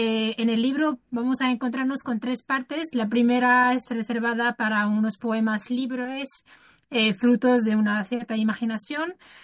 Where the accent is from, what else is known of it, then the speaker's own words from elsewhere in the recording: Morocco; Spanish is a second language; now in Spain; Soy marroquí de nacionalidad y estoy ubicada en España